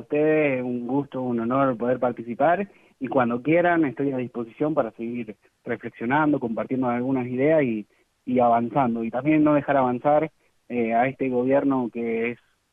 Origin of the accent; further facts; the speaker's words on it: Argentina; yo como argentino no quiero que me sancionen económicamente